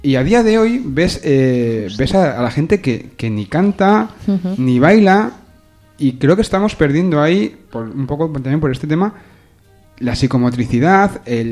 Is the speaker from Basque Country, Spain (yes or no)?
yes; Basque Country, Spain; Yo voy a destapar aquí un gran secreto, yo soy vasco.